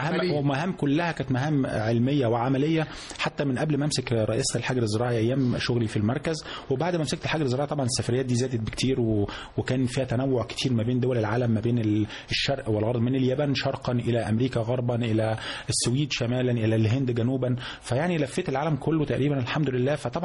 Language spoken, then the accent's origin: Arabic; Giza Governorate, Egypt; أنا أصلا أجدادي من المنوفية، لكن أنا ولدت في محافظة الجيزة، والدي ووالدتي من برضو عايشين طول عمرهم في الجيزة، طول عمرنا متربين في الجيزة من يوم ما اتولدت منذ ولادتي وحتى الآن.